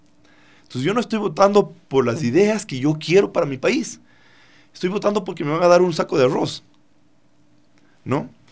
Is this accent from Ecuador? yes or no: yes; Ecuador; yo tomé la decisión como ecuatoriano que en el territorio que me pertenece como ciudadano se mantenga preservado el Yasuní ITT.